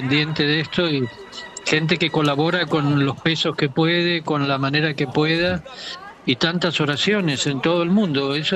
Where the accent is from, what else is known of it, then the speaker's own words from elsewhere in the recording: Argentina; Somos argentinos, así que podíamos comunicarnos perfectamente bien.